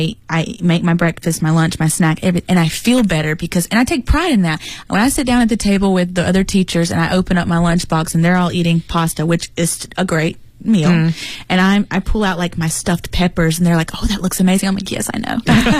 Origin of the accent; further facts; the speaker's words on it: United States; I'm very American